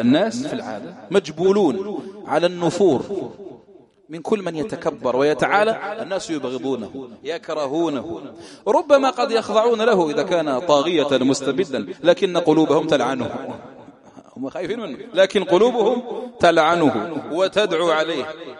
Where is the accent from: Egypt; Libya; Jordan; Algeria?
Algeria; فتح الله، هذا من أهل بلدنا الجزائر